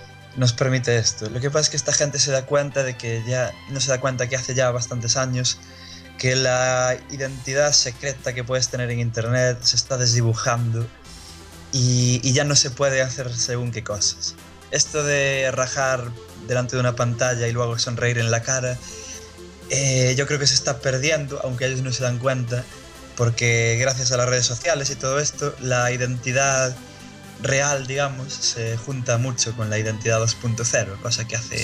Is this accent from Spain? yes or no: yes; Spain; born there; me da igual ser de España que ser de cualquier otro sitio. Entonces, me da igual que hables mal de mi tierra, porque mi tierra es mi tierra solo porque nací ahí.